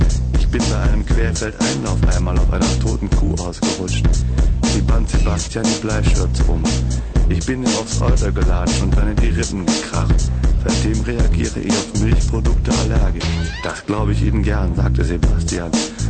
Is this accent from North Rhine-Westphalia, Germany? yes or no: yes; Cologne, North Rhine-Westphalia, Germany; Ich meine, ich komme aus dem Kölner Raum, kann man sich ja vorstellen.